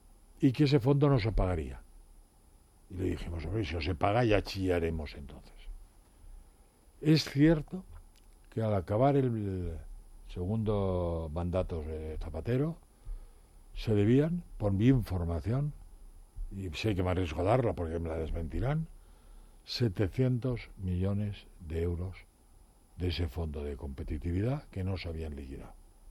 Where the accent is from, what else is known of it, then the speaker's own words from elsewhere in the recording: Spain; creo que somos muchos españoles que están muy agradecidos